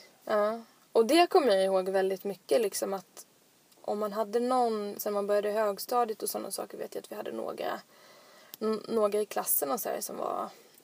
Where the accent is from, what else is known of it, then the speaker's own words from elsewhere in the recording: Odensjö, Sweden; i just byn där jag bodde när jag var där jag växte upp. Odensjö. Mm. Det var ju kanske 50 hus eller någonting.